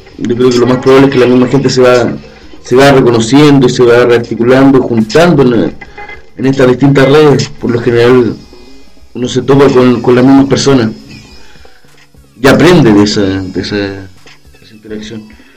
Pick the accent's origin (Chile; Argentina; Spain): Chile; Santiago, Santiago Metropolitan Region; de Norte, desde acá, de Santiago de Chile